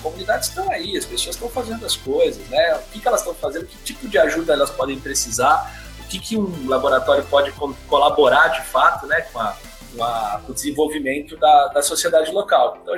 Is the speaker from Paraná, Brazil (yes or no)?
no; Jundiaí, São Paulo, Brazil; now in Santos, Brazil; eu cresci bem perto de Santos, quer dizer, não sou de Santos, né? Eu sou de Jundiaí, mas vinha direto para cá, minha avó morava aqui